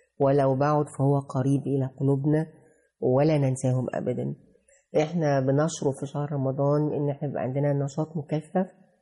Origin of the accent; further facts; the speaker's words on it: Egypt; واحنا كشعب مصري ساعات بندخل بشدة